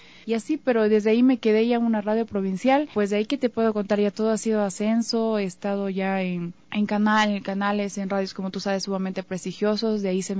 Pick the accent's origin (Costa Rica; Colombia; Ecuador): Ecuador; Catamayo, Loja; now in Quito, Ecuador; Yo soy de Loja, ¿ya? De un cantón muy hermoso, muy bonito, que le decimos con mucho cariño nuestro Caribe, Catamayo. Es un cantón realmente hermoso.